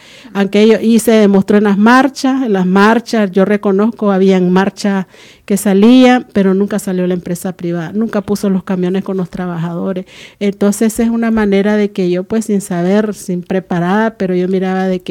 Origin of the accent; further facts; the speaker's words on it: Nicaragua; ¿Y qué pudiera decir yo, pues, como nicaragüense, que sabemos que en el 2021 vienen elecciones